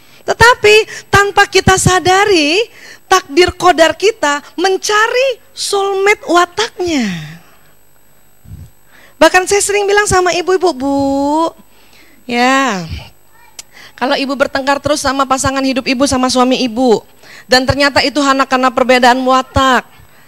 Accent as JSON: {"language": "Indonesian", "town": "Medan", "region": "North Sumatra", "country": "Indonesia", "tie": "born or raised there", "said": "Tapi saya lahir di Medan, besar di Medan."}